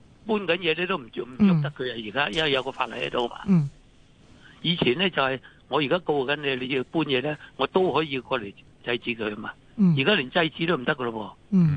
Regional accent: Guangdong, China; 我哋廣東人都話有頭

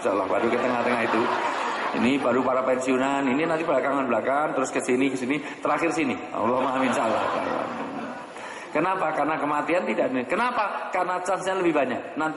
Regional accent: Java, Indonesia; saya dahulukan yang tua, karena saya orang Jawa

